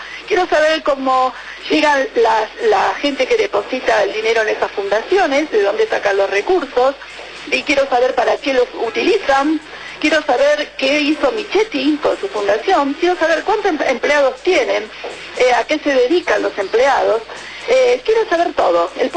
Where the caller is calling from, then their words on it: Olivos, Buenos Aires Province, Argentina; de Olivos.